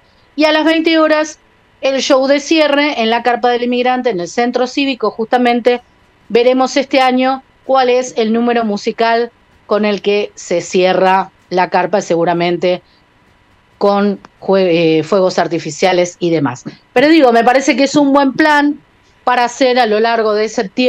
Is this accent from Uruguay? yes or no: yes; Uruguay; now in Berisso, Argentina; yo soy uruguaya, pero bueno, habito Berisso y es un lugar que tiene esa característica cultural, esa identidad inmigrante.